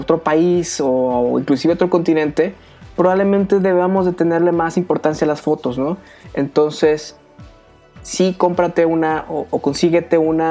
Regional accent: Mexico; como buen mexicano, pues guardo mi reflex, saco mi celular

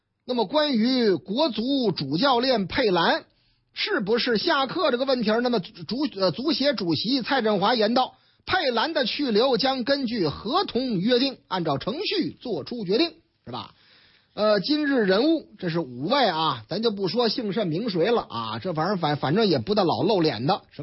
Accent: Shanghai, China; 上海啊，我老家上海啊

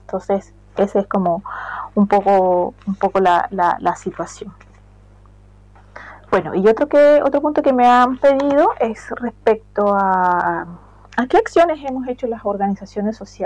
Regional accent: Colombia; porque yo soy colombiano.

